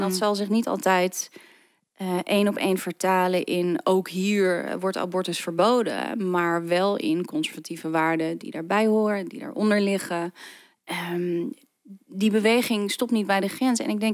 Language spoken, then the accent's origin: Dutch; Netherlands; Ik kom uit Nederland.